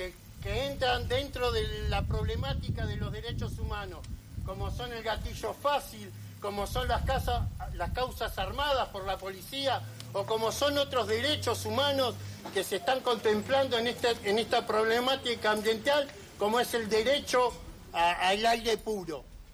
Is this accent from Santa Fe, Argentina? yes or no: no; Lanús, Buenos Aires Province, Argentina; soy del barrio de Villa Jardín, donde tenemos un centro clandestino que es fábrica militar